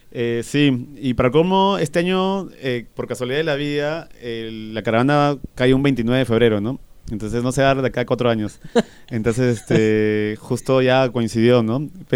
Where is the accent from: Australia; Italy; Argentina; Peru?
Peru; Lima; oye, soy de Lima, o sea, quiero hacer un festival y me encantaría que ustedes toquen en Perú.